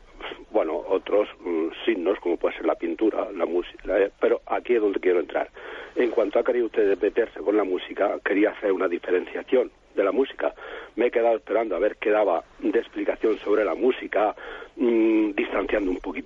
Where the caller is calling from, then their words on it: Isla Plana, Region of Murcia, Spain; llamo de Isla Plana, puerto de Mazarrón, Murcia